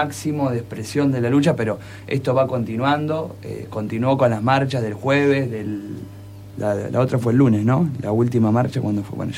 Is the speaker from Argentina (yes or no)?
yes; Balcarce, Buenos Aires Province, Argentina; yo me había ido el viernes a Balcarce, soy de Balcarce, me vine a estudiar